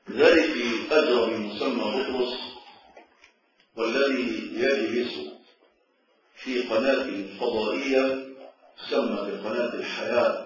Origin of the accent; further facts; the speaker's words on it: Egypt; وأتكلم عن بلدنا مصر